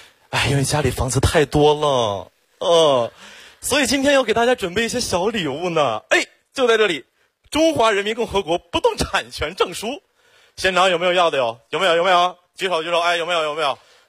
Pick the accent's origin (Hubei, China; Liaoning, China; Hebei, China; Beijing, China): Hebei, China; Xiong'an; 我真的特别的稀缺，土生土长的雄安人，从小在那长大。